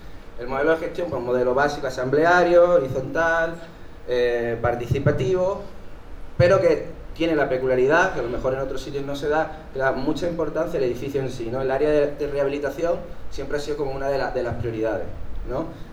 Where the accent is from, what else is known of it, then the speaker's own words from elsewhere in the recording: Málaga, Andalusia, Spain; vengo de Málaga.